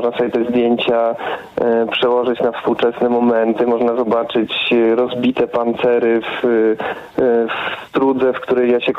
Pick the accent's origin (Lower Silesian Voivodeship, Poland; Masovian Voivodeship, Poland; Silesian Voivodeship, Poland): Masovian Voivodeship, Poland; Warsaw; więc my, jako że jesteśmy z Warszawy, to rzuciliśmy okiem trochę dalej